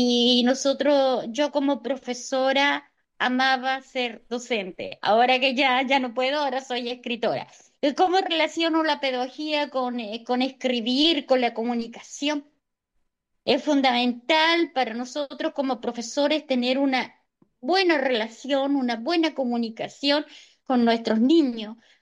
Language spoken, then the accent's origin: Spanish; Lago Rapel, O'Higgins, Chile; yo soy la misma, soy latina, nunca niego mis raíces, soy de Lago Rapel, de Chile.